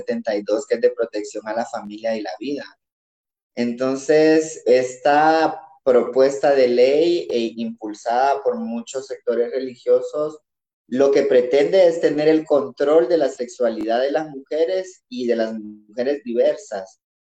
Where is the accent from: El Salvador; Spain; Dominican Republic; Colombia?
El Salvador; now in Guatemala; soy una mujer migrada, tengo 16 años de vivir en Guatemala, pero soy salvadoreña.